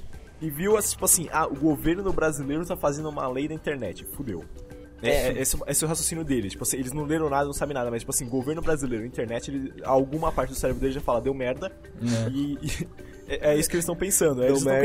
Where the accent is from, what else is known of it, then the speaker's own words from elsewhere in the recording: Brazil; É porque a gente é brasileiro.